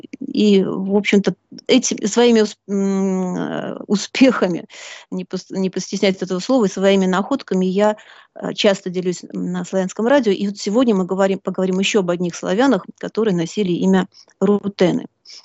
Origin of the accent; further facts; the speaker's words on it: Belarus; moved away as an adult; also born or lived in Urals, Russia; now in Netherlands; Если вкратце, то можно начать с Урала, откуда я родом. В младенчестве меня родители привезли в Белоруссию, где я выросла и сформировалась как личность, закончила Белорусский государственный университет, получила два образования – историка и психолога. Ну а потом судьба взяла меня за ручку и перевезла в Голландию.